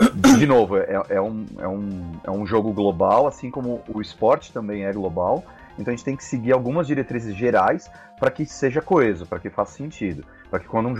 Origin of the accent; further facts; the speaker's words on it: Brazil; Então, eu sou daqui, eu cresci aqui no Brasil